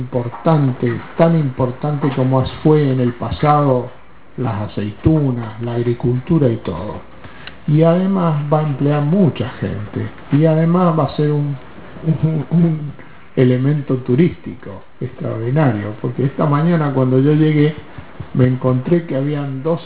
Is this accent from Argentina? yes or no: yes; Argentina; como somos sudamericanos y somos argentinos, tenemos la obligación de hacer mejores máquinas y mejores productos